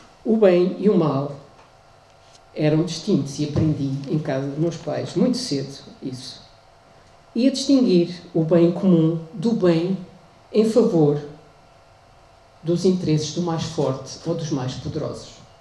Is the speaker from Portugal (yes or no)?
yes; Portugal; Cresci no Portugal do antes do 25 de Abril.